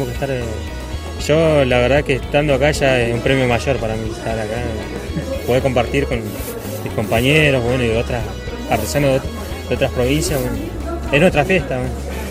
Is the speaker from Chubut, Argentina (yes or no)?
yes; Puerto Madryn, Chubut, Argentina; Yo soy de Puerto Madryn.